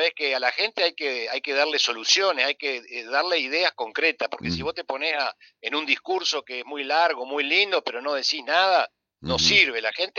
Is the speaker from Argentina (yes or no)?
yes; Concordia, Entre Ríos, Argentina; somos argentinos y concordienses y entrerrianos